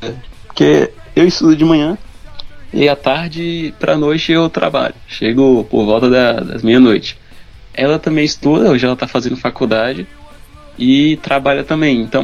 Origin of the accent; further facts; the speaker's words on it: Montes Claros, Minas Gerais, Brazil; also born or lived in São Francisco; Eu nasci em São Francisco e depois fui morar em Montes Claros, no norte de Minas.